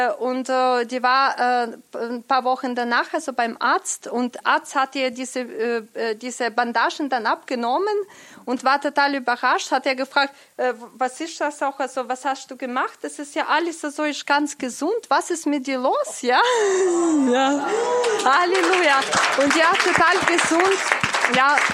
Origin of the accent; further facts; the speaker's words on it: Ukraine; Und das hat ja eine so christliche Gemeinde aus der Ukraine, wo ich herkomme, so organisiert.